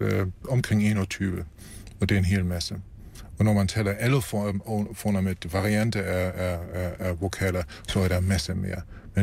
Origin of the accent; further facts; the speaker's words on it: Germany; Danish is a second language; Og det gælder også mig som tysker, at vi har bibeholdt vores evner